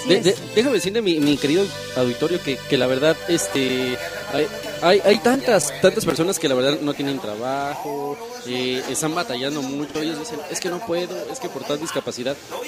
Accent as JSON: {"language": "Spanish", "country": "Mexico", "said": "a veces ya nosotros como mexicanos a veces ya pues vemos a una persona de pequeña edad"}